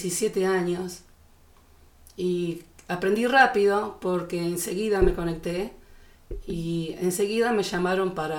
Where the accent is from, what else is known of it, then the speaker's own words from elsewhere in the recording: Buenos Aires, Argentina; also born or lived in Isidro Casanova; Yo soy de Buenos Aires, ¿sí? Soy porteña, nací en la capital, pero mis orígenes son en Isidro Casanova, donde está el Club Almirante Brown